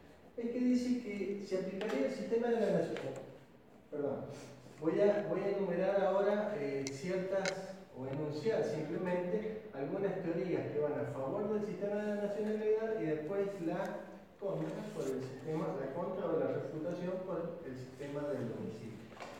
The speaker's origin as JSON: {"language": "Spanish", "country": "Argentina", "said": "ya somos todos argentinos. Porque si nosotros tuvimos un abuelo turco, un abuelo italiano, un abuelo español, o un bisabuelo ya, yo creo que soy de los más chicos que tenía abuelo"}